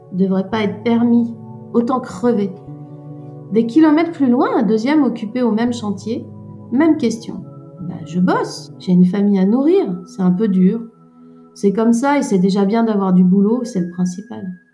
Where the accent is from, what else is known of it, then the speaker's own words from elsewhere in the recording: Brittany, France; Déjà, ça se passe en Bretagne et je suis bretonne